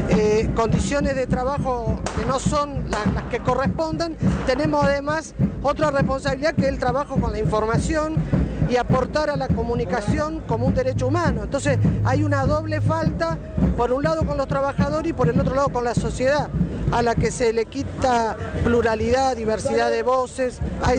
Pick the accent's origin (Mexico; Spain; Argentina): Argentina; Rosario, Santa Fe; nosotros venimos de Rosario, somos del Sindicato de Prensa de Rosario